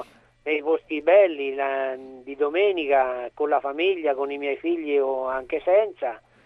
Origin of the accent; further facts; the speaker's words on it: Foligno, Umbria, Italy; sono umbro di Foligno.